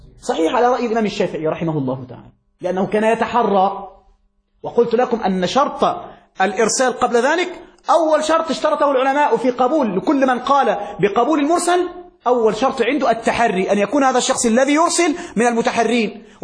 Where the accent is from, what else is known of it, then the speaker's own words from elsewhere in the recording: Egypt; وفي مثل عندنا في مصر